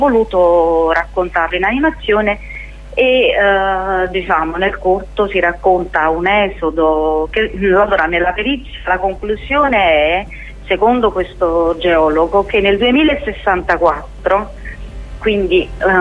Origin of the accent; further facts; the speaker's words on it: Naples, Campania, Italy; Io sono napoletana